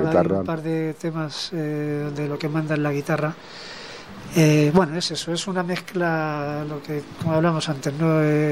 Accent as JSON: {"language": "Spanish", "town": "Candeleda", "region": "Castile and León", "country": "Spain", "tie": "born or raised there", "said": "el concierto este de Candeleda, aparte porque es mi pueblo"}